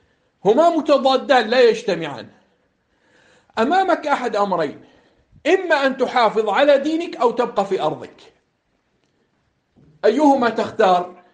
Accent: Jordan; واحد هنا عندنا في الأردن على المنبر

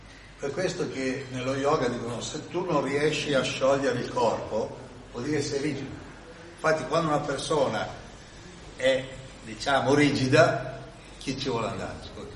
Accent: Milan, Lombardy, Italy; Io spesso sono in viaggio, di origine sono di Milano, c'è la famiglia delle Marche, ma stavano a Milano e sono cresciuto a Milano.

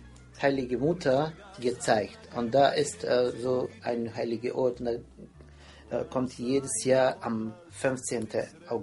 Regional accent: Bosnia & Herzegovina; German is a second language; und ich bin auch aus Bosnien und Herzegowina

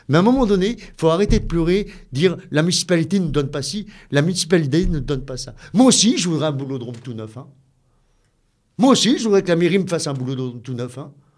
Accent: Bellegarde-sur-Valserine, Auvergne-Rhône-Alpes, France; Moi, je suis né ici. Je suis né en 1966 à Béliard sur Valseron. Maintenant, on est Valseron. Je prends le Valseronois. Je suis un vrai Valseronois.

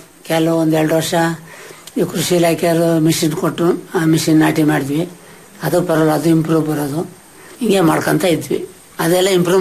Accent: Chitradurga, Karnataka, India; now in Bhadravati, India; ಮೂಲತಃ ನಾವು ಚಿತ್ರದುರ್ಗ ಸರ್.

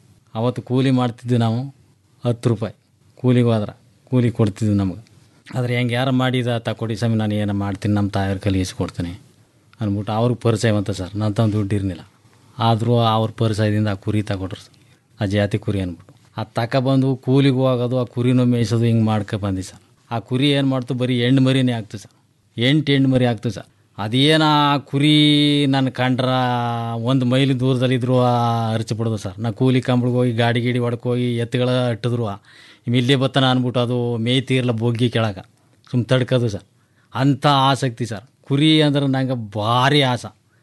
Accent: Danayakanapura, Karnataka, India; Sir, ನಮ್ಮದು ಡಣಾಯಕನಪುರ sir.

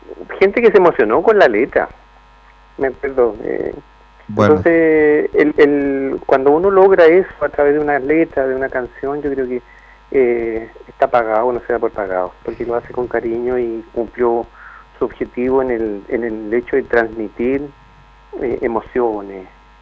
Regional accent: Puente Alto, Santiago Metropolitan, Chile; born there; also born or lived in Valparaíso; now in Quellón, Chile; yo soy puentealtino y voy a seguir siendo puentealtino toda la vida de nacimiento, soy porteño corazón, yo añoro, mi cuerpo se divide en varias partes, mis chakras se abren y se trasladan entre Puente Alto y Valparaíso, y hoy día soy quellonino chilote

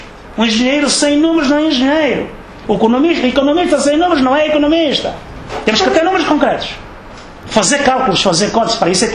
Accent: Benguela, Angola; Agora, há uma questão a nível do Benguela, e tem graça, é a minha terra, mas já não vou há anos.

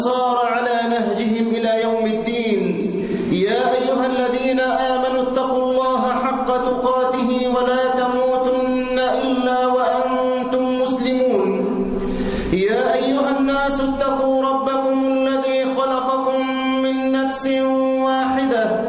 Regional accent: Egypt; وخاصة بلدنا مصر في هذه الأيام

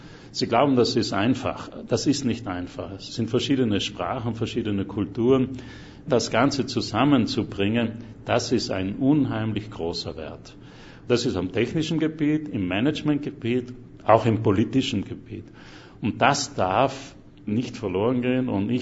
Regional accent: Trentino-Alto Adige, Italy; moved away as an adult; now in United States; bin Südtiroler, seit über 40 Jahren jetzt in den USA.

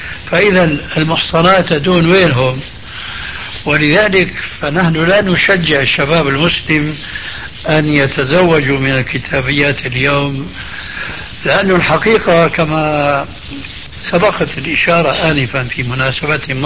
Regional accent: Syria; كما يقولون عندنا بالشام

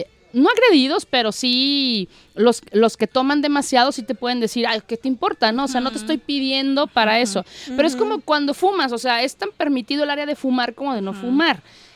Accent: Mexico; somos mexicanos, o sea, tenemos esa cultura de brincarnos las reglas

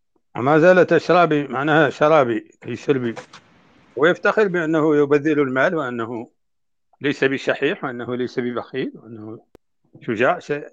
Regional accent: Mauritania; نحن عندنا في موريتانيا الخيام لا تكون أبدا من الجلود

